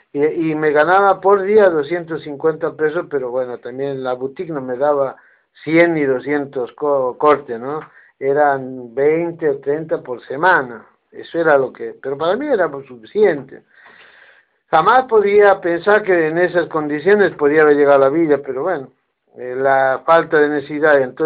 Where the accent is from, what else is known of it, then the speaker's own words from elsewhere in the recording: Jujuy, Argentina; moved away as an adult; now in Buenos Aires, Argentina; cuando vine acá a mi país hace 20 años atrás, va, 30 años, porque 10 estuve en Jujuy, pues yo soy de Jujuy, nací en Jujuy, tengo familia en Jujuy